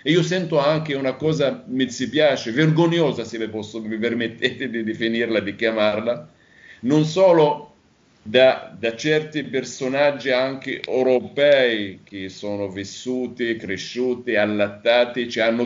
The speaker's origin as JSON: {"language": "Italian", "country": "Palestine", "said": "io vivo e vengo dalla Palestina, tutta la mia famiglia vive in Palestina, a Nablus."}